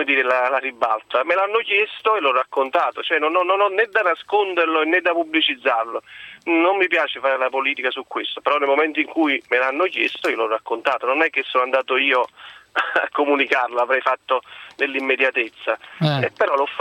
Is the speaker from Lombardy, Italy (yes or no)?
no; Naples, Campania, Italy; Da buon napoletano, diciamo, ho fatto tutti gli scongiuri